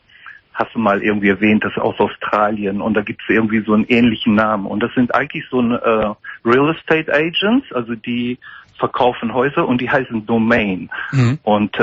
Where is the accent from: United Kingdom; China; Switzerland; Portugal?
Portugal; moved away; also born or lived in Germany; Nee, ich bin gebürtiger Portugiese.